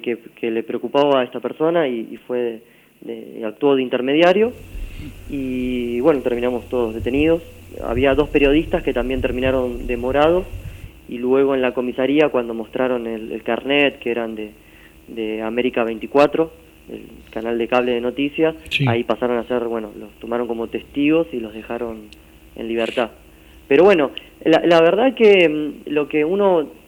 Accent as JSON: {"language": "Spanish", "town": "Quilmes", "region": "Buenos Aires Province", "country": "Argentina", "tie": "born there", "lives_now": "Corrientes, Argentina", "said": "Yo soy nacido en Quilmes, provincia de Buenos Aires, y vivo hace 2 años en Corrientes."}